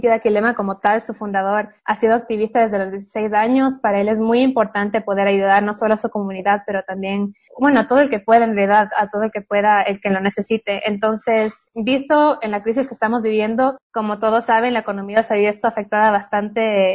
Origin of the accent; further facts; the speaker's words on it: Ecuador; Para mí como cineasta y como ecuatoriana es muy importante poder enseñar un poco de lo que es el Ecuador en el exterior.